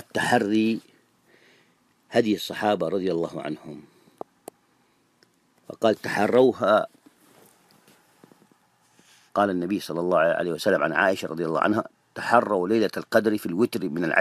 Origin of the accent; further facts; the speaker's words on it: Saudi Arabia; كما يسموه هنا عندنا في السعودية